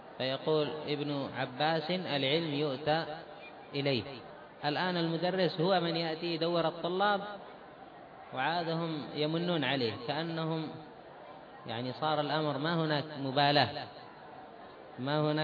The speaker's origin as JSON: {"language": "Arabic", "country": "Yemen", "said": "أما عندنا في اليمن"}